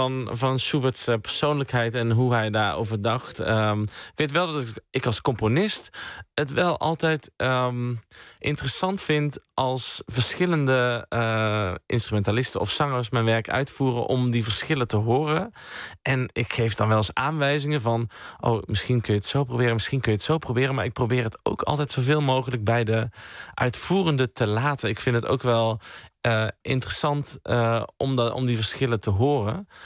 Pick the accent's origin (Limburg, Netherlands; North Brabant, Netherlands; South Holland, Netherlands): Limburg, Netherlands; Sittard; Ik kom zelf uit Sittard, uit Zuid-Limburg.